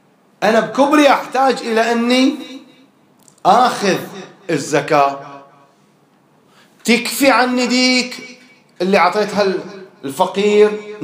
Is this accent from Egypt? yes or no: no; Bahrain; ما هو القوت الغالب عندنا في البحرين اللي أكثر الناس تأكله؟